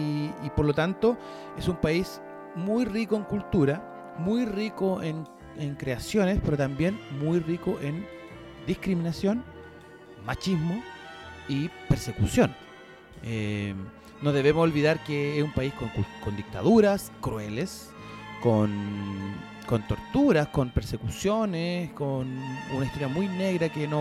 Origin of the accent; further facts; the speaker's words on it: Chile; Que nosotros como chilenos, como en este país culiado llamado Chile, somos tan cartuchos